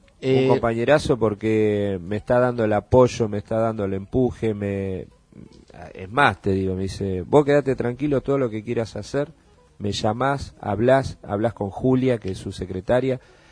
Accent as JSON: {"language": "Spanish", "region": "Buenos Aires", "country": "Argentina", "tie": "born there", "said": "Sé que nací en una casa en Belgrano, en el barrio de Belgrano."}